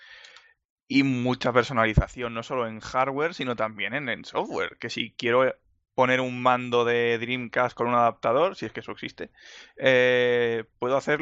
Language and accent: Spanish; Barcelona, Catalonia, Spain; Yo soy de Barcelona ciudad.